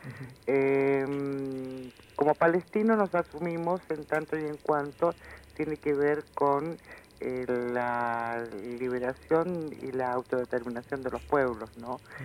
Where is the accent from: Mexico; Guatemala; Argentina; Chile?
Chile; born there; moved away; El hecho de ser palestinos, o sea, yo nací en Chile, vine en el año principios del 74, después del golpe militar en el país en el que yo nací